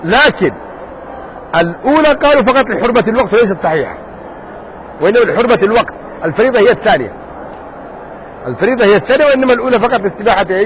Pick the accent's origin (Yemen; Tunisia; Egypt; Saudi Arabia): Yemen; قد مر عليكم الجدري رايتموه كان عندنا قديم كان موجود عندنا في اليمن زمان